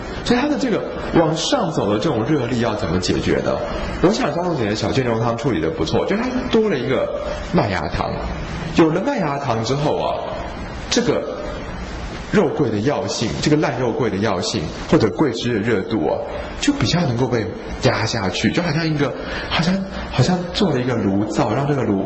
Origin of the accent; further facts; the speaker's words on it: Taiwan; 因为我们台湾人的脾胃来讲的话，用生白芍很难不拉肚子，生白芍对台湾来讲还是太寒了。